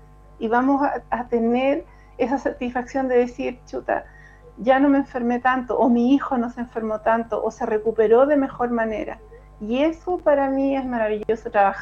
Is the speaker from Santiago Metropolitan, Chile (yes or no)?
yes; Puente Alto, Santiago Metropolitan, Chile; Puente Altina, de tomo y lomo, yo nací y criada en Puente Alto. Nací en el Sotero del Río el año 67